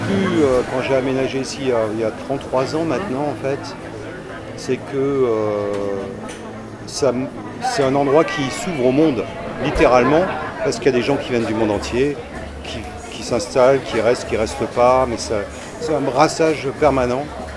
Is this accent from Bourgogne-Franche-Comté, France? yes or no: no; Bordeaux, Nouvelle-Aquitaine, France; Et j'ai grandi à Bordeaux.